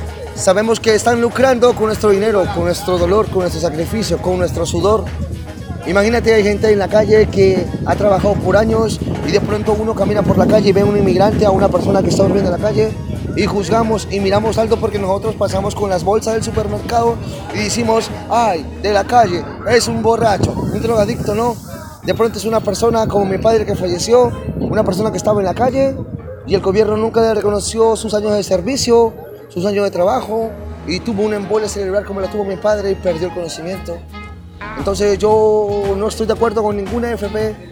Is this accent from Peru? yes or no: yes; Peru; de Perú, soy un artesano de la calle